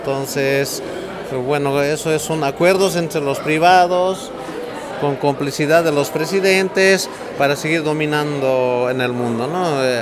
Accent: Bolivia; soy boliviano.

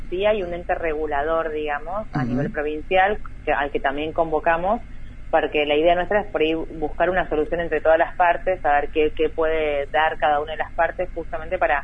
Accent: Puerto Madryn, Chubut, Argentina; Soy de Puerto Madryn

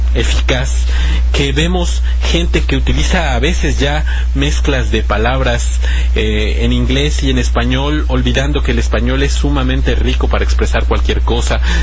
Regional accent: Mexico; en el caso de nosotros como mexicanos

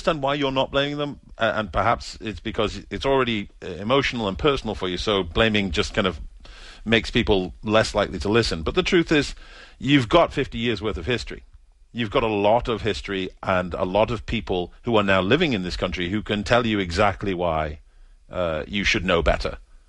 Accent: United Kingdom; I think they probably think about it in a very U.S. Perspective, or as a British person would. We think, oh, you embarrassed the prime minister

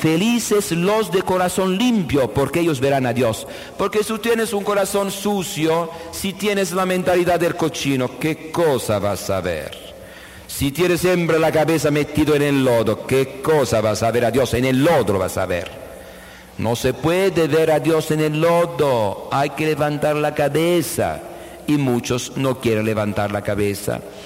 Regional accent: Conversano, Apulia, Italy; Yo soy de Conversano Bari, en Foggia, la provincia cercana.

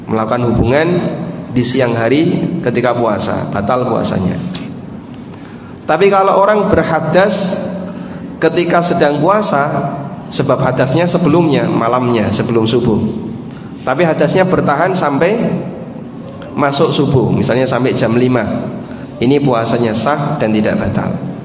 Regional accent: Lamongan, East Java, Indonesia; born there; Di Lamongan, tempat kelahiran saya, tidak ada tradisi sebelum Ramadan padusan, tidak ada.

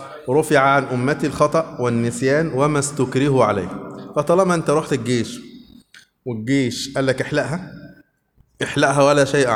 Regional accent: Upper Egypt, Egypt; now in Suez, Egypt; يا جماعة أنا صعيدي على فكرة للأسف صعيدي

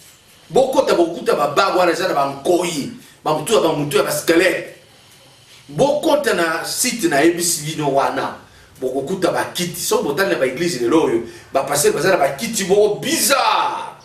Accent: Katanga, DR Congo; Na cité na Katanga, là où j'ai grandi, c'est ma province

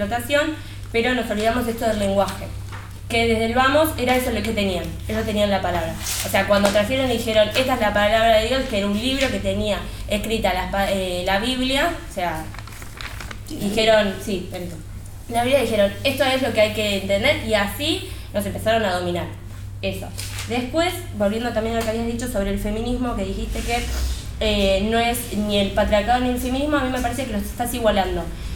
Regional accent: Argentina; tenemos que pensar que somos argentinos, pero también somos parte de un mundo

